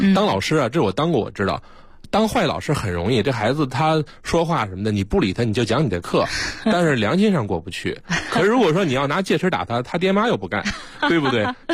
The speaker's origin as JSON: {"language": "Chinese", "town": "Harbin", "region": "Heilongjiang", "country": "China", "tie": "born or raised there", "said": "因为我小的时候在那个就是哈尔滨一航校，"}